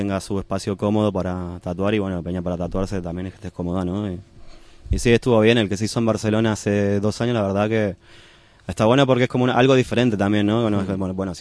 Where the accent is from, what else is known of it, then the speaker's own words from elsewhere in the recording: Argentina; porque ahí en Chile, yo soy de Argentina, ¿no?